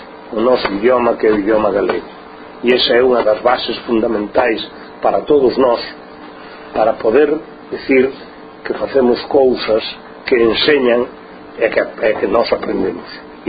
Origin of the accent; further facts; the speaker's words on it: Galicia, Spain; unha cultura propia de nós como galegos, que é a nosa cultura, e esa cultura é a cultura galega